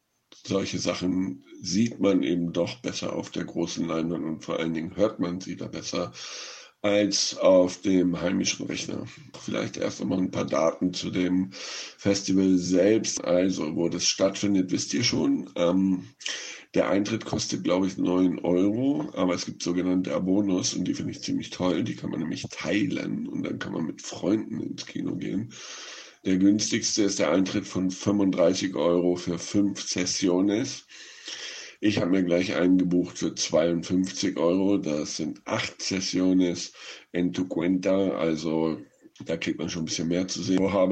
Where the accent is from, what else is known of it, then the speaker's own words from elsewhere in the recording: Northern Germany, Germany; in Norddeutschland, wo ich herkomme